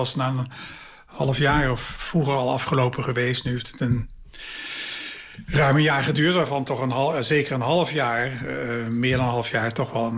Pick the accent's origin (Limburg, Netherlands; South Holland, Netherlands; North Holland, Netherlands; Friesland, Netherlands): Limburg, Netherlands; Maastricht; de provinciestad waar ik vandaan kom, Maastricht, was altijd heel sterk, een standensamenleving.